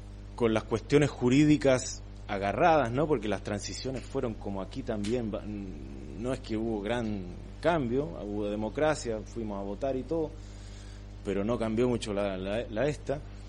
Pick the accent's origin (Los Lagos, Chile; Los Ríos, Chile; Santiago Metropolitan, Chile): Santiago Metropolitan, Chile; Santiago; born there; en Santiago, por ejemplo, donde yo nací, en una ciudad que tiene 6-7 millones de habitantes